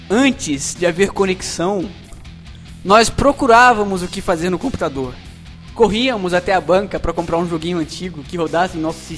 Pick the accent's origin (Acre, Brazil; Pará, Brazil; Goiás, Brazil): Goiás, Brazil; Nós, como goianos, nós moramos numa cidade pequena, que é bem no meio entre Brasília e Goiânia.